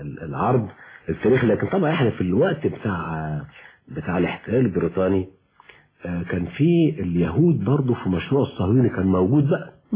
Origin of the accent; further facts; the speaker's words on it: Egypt; كان بالنسبة لاهل الحجاز زي القطن عندنا في مصر في زمانه